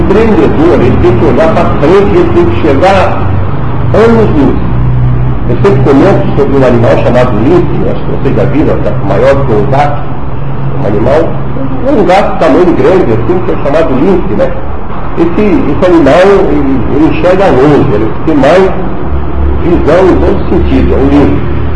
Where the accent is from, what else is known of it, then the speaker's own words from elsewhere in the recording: Pouso Alto, Santa Catarina, Brazil; born there; Eu nasci ali em Pouso Alto, entre Gravatá e Tubarão. Na época era município de Tubarão.